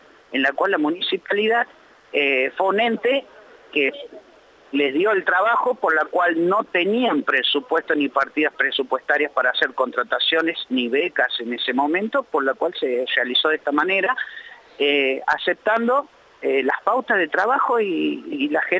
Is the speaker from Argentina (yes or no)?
yes; Catamarca, Argentina; born there; now in Buenos Aires Province, Argentina; No, yo nací en la provincia de Catamarca y vivo actualmente en la provincia de Buenos Aires.